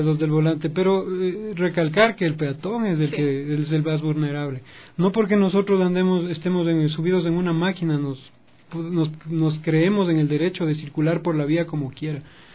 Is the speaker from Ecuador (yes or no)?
yes; Quito, Pichincha, Ecuador; Somos quiteños, somos cordiales.